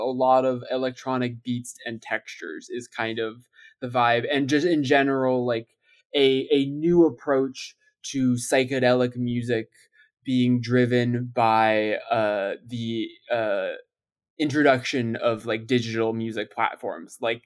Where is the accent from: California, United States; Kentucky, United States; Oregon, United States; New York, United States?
California, United States; Los Angeles; But like growing up in Los Angeles, like one of the big things that was happening as I was like a teenager was that this like vibrant beat scene